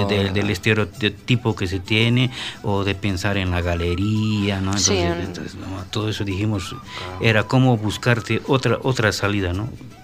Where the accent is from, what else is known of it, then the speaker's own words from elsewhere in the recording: Juliaca, Puno, Peru; Y ahora es todo un boom musical, ¿no? En mi tierra, Juliaca. Entonces yo parto de esa tradición, ¿no?